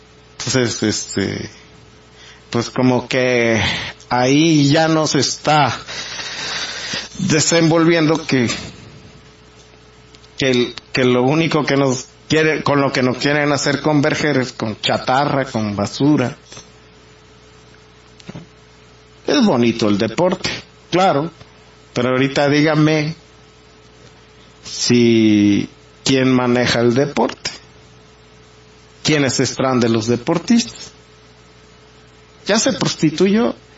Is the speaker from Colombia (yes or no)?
no; Mexico; en lo que somos mexicanos en este caso